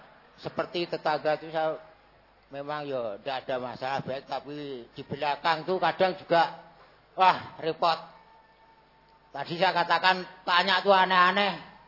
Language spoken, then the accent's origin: Indonesian; Bojonegoro, East Java, Indonesia; Karena daerah saya perbatasan antara Jawa Tengah dan Jawa Timur.